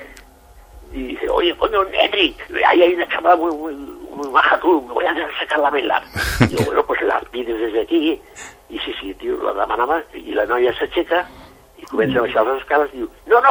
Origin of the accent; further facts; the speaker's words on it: Barcelona, Catalonia, Spain; Jo vinc de Barcelona